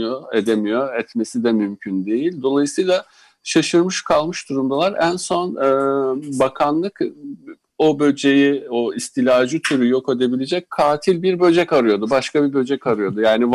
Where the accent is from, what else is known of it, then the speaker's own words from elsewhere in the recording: Sivas, Turkey; born there; Ben bu arada Sivas'ta, Bozkır'da, Orta Anadolu'da bir köyde doğdum.